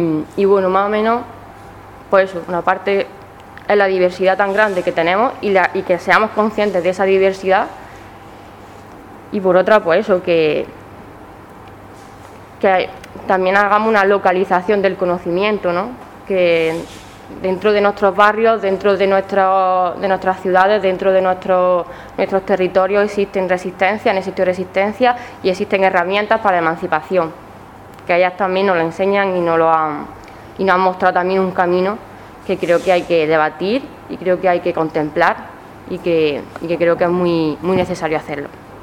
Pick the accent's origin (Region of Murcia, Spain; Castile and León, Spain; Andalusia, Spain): Andalusia, Spain; primero que yo pensé fue, joder, ¿y si no hay mujeres andaluzas? O sea, ¿y si realmente lo que pasa en mi tierra es lo que ha creado la hegemonía?